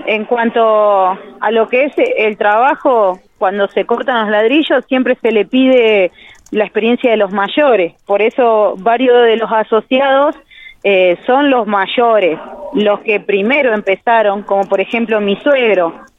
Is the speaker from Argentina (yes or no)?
yes; Toay, La Pampa, Argentina; Somos todos de Toay